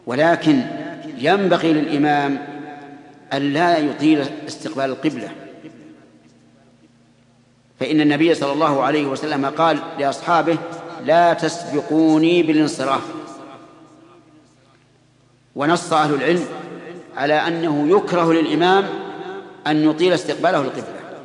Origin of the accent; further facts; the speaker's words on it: Saudi Arabia; نجد أن بلادنا السعودية مغزوة من كل جانب